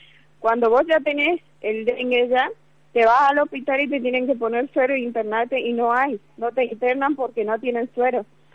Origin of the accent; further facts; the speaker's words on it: Chaco, Argentina; nosotros, aparte de ser chaqueño, también somos argentino.